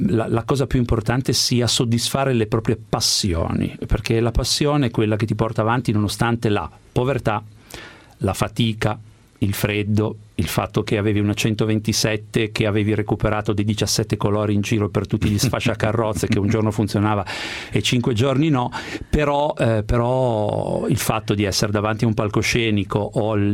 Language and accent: Italian; Genoa, Liguria, Italy; Effettivamente sono nato e cresciuto a Genova.